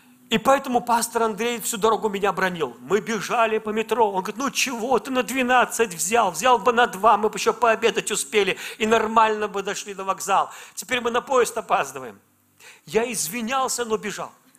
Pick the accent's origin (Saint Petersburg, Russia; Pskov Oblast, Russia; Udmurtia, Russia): Pskov Oblast, Russia; Velikiye Luki; born there; оказалось, что он из города, откуда, где родился я, из Великих Луг.